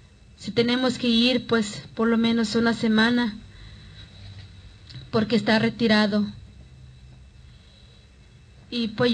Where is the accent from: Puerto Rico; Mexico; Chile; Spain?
Mexico; Guerrero; Somos de Guerrero, pero no todo en un solo lugar. Venimos de diferentes regiones. Yo vengo de la montaña alta, donde se habla náhuatl, y los demás compañeros vienen de Costa Chica, donde pues hablan mixteco, mepa y tlapaneco.